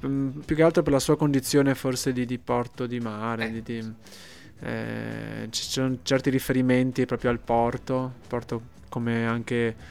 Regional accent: Tolmezzo, Friuli-Venezia Giulia, Italy; E anche dell'analogia che c'è tra Venezia e la Carnia, il mio paese, il Tolmezzo, il mio paese.

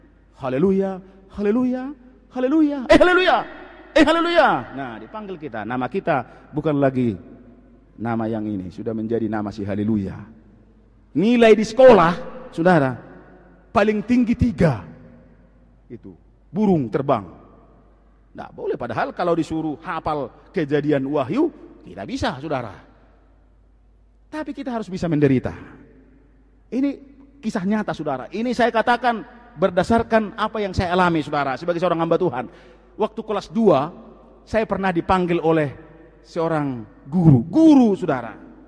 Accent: Siborongborong, North Sumatra, Indonesia; Waktu SD, saudara, saya di Seborong-borong di Paniaran, waktu SD. Saudara, daerah kami 100% Kristen.

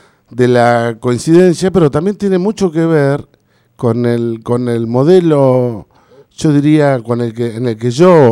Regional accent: Puerto Deseado, Santa Cruz, Argentina; Creo que como argentinos, como santacruceños y finalmente como deseadenses, nos merecemos vivir en un lugar como deseado.

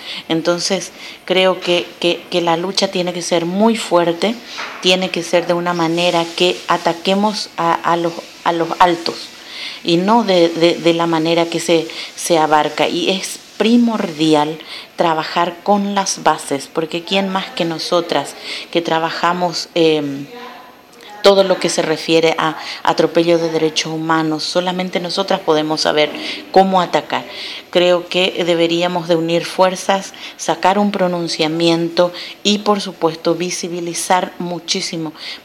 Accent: Paraguay; soy de Paraguay.

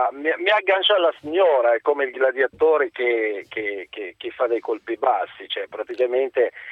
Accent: Morocco; now in Italy; Io sono marocchino, sono da 22-23 anni che sono in Italia, insomma.

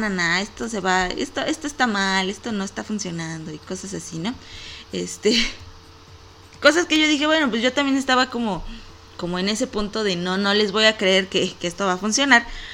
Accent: Aguascalientes, Mexico; Por lo menos aquí en mi país y aquí en Aguascalientes sí se vivió un día sin ellas.

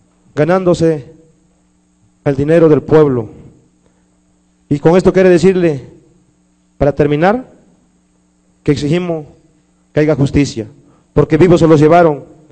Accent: Ometepec, Guerrero, Mexico; Yo pertenezco a la ciudad de Ometepec, Guerrero, que es mi municipio. Soy de la Costa Chica.

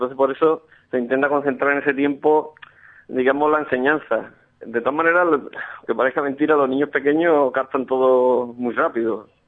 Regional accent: Alcalá de Guadaíra, Andalusia, Spain; pues yo soy originario de Alcalá de Guadaira

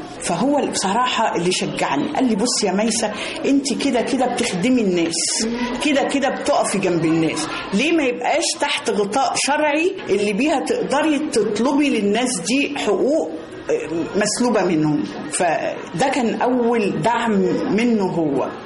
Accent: Beni Suef, Beni Suef Governorate, Egypt; إحنا كان عندنا في بني سويف لما كنا طول شهر رمضان لازم كل واحد فينا في بيت شكل

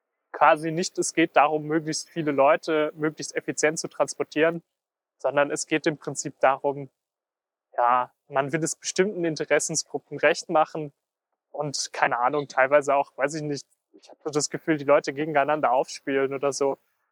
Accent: Luxembourg; now in Germany; ich bin aus Luxemburg und seitdem ich hier bin, das sind jetzt 4,5 Jahre

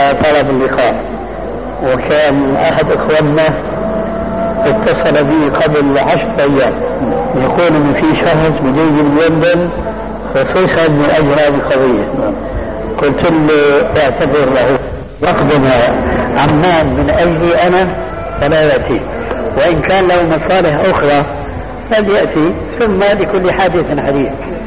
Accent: Syria; كما يقول العامة عندنا في الشام

